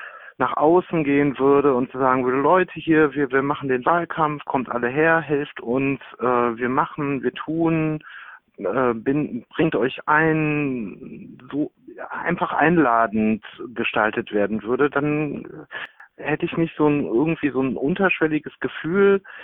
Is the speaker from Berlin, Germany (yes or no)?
no; Düsseldorf, North Rhine-Westphalia, Germany; gerade so auch als Düsseldorfer.